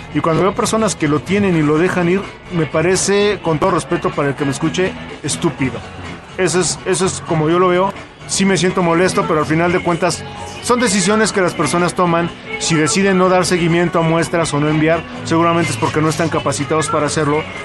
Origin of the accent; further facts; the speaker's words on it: Mexico; Mientras sigamos pensando como mexicanos, lo veo imposible.